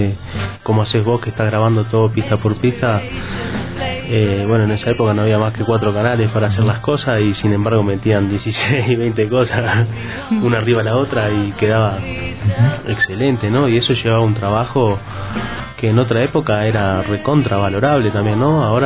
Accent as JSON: {"language": "Spanish", "country": "Uruguay", "said": "Que yo vengo de Uruguay, un país chiquito"}